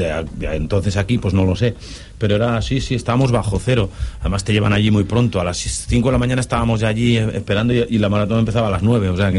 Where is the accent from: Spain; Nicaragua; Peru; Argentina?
Spain; Pamplona, Navarre; fue en mi tierra, en Pamplona